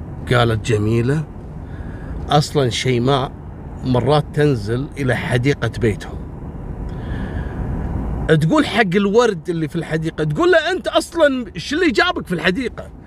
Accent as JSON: {"language": "Arabic", "country": "Kuwait", "said": "ترى موجودة عندنا في الكويت إلى الآن موجودة"}